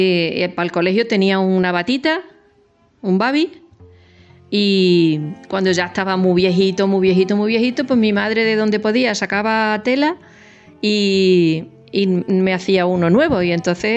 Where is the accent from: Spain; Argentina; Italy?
Spain; Zafra, Extremadura; born there; Nací en el 1960 y nací en Zafra.